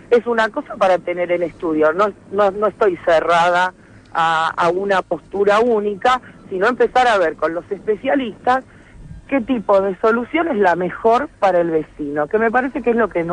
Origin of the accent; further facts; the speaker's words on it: Buenos Aires, Argentina; De la 1, soy del barrio de San Telmo.